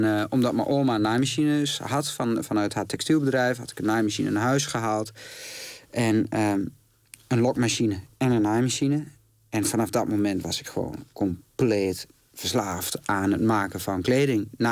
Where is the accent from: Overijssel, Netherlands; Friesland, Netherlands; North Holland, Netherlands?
Overijssel, Netherlands; Glanerbrug; Ik kom uit Glanenbrug. Dat is echt een dorp naast Enschede. Ja, waar je veel meer op straat bent.